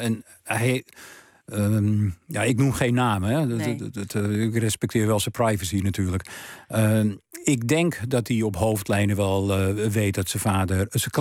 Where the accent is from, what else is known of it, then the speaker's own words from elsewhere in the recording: Amsterdam, North Holland, Netherlands; in de straat waar ik ben opgegroeid en waar mijn vader en moeder tijdens de Tweede Wereldoorlog woonden, die woonden in de Wilhelminastraat nummer 83 in Amsterdam. Nou, dat was toen een, wat tegenwoordig een achterstandswijk heet.